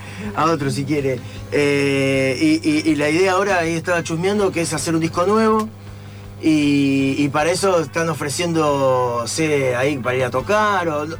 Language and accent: Spanish; Entre Ríos, Argentina; born there; porque yo nací en Entre Ríos, nada que ver.